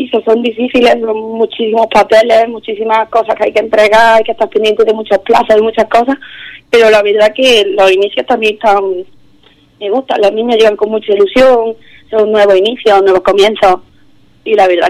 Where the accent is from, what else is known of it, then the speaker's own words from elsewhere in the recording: Archidona, Andalusia, Spain; intenté meterme poco a poco en el club que había en mi pueblo, en Archidona